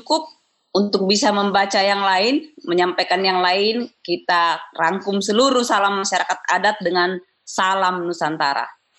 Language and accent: Indonesian; South Sulawesi, Indonesia; now in Bogor, Indonesia; Khusus untuk kampung halaman saya, Sangtorayan, Manasu Moraka.